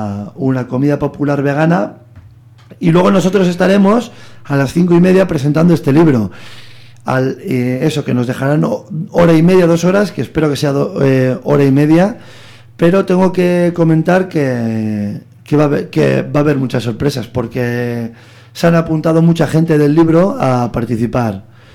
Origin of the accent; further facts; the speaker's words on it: Bilbao, Basque Country, Spain; Y siendo un bilbaíno